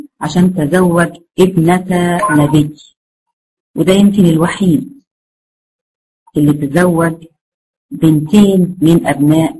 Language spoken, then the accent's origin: Arabic; Egypt; accent: Egyptian; زي مثلا يعني انا مثلا لهجتي مصرية